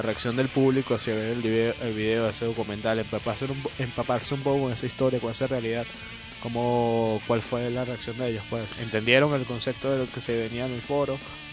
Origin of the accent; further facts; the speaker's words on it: Venezuela; que tiene que ver con nosotros como venezolanos, que tiene que ver aquí en Venezuela ese rollo.